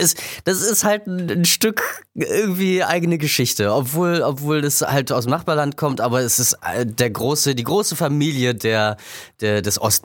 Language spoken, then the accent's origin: German; Germany; Und meine Kindheit hat natürlich in der DDR stattgefunden